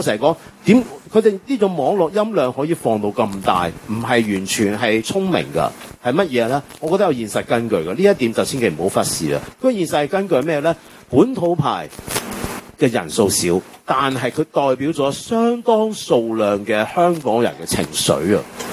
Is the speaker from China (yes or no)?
no; Taiwan; now in Hong Kong; 即係我呢一代香港人，我又比較特別啦，我喺台灣長大出世係咪，即係我喺台灣係跟住外省人嘅我外公外婆長大，我外公係嗰啲國民黨情報官員嚟嘅